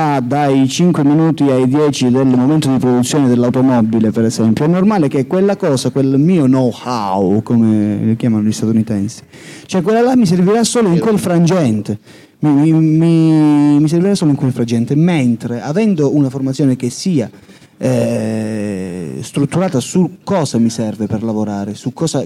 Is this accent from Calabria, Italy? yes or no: yes; Santa Severina, Calabria, Italy; Cioè io a Santa Severina, il mio paese, non è che veda più di 500 persone